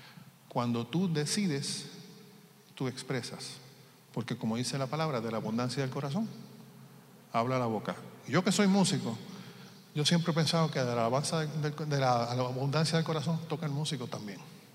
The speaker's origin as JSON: {"language": "Spanish", "country": "Puerto Rico", "tie": "born or raised there", "moved": "yes", "lives_now": "Florida, United States", "said": "donde yo vivo, de donde yo soy, ahora vivo en Florida, pero estuve viviendo en Puerto Rico casi toda mi vida"}